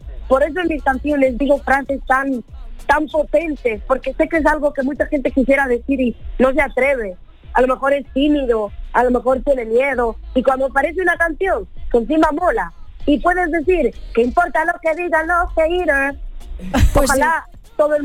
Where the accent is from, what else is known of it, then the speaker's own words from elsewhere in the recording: Spain; Bueno, todo lo que lleve arroz, como buena latinoamericana y española, me encanta.